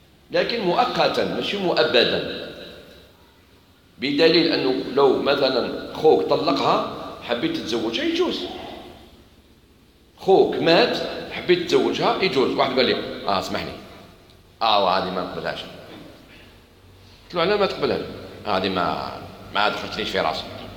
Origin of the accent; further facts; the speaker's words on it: Algeria; فاكهة ماهيش موجودة في بلادنا الجزائر ما تعرفهاش